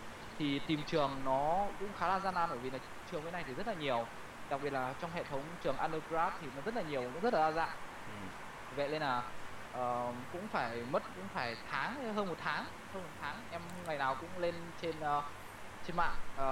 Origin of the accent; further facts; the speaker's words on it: Thai Nguyen, Vietnam; thì bởi vì là em là người Thái Nguyên, mà ở Thái Nguyên trước cái đây 56 năm thì rất là ít các trung tâm tư vấn du học